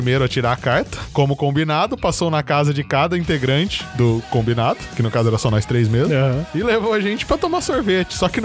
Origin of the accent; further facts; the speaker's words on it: Barretos, São Paulo, Brazil; now in Matão, Brazil; Eu fui pra Barretos, que é minha cidade natal, visitar meus parentes.